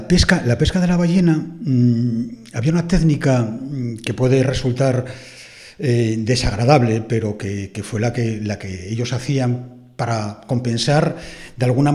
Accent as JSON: {"language": "Spanish", "town": "Antromero", "region": "Asturias", "country": "Spain", "tie": "born or raised there", "said": "Y en el caso de mi pueblo, arrendó a un tal Josef Pérez en el siglo XIV el puerto de Antromero, con sus entradas y salidas."}